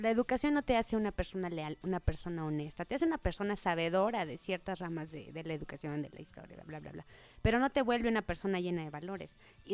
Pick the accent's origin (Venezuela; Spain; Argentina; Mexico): Mexico; Y que nosotros nos vayamos apoyando más y más y más para que nuestro país vaya creciendo.